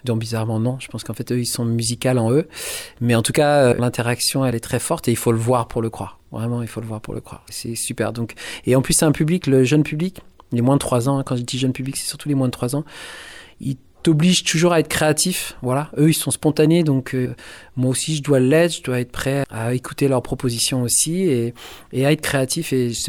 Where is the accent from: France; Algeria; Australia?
Australia; also born or lived in Colombia; je suis né en Colombie. Et voilà, j'étais adopté par une famille française, mais qui travaillait en Australie. Donc, je suis parti en Australie très tôt. J'ai grandi là-bas.